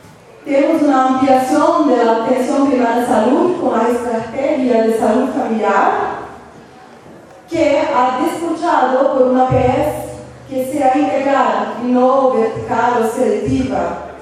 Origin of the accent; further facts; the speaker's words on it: Brazil; Spanish is a second language; Yo vengo de Brasil con mis compañeros y compañeras